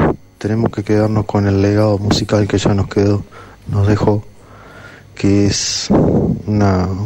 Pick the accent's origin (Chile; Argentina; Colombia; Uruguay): Uruguay; de Uruguay.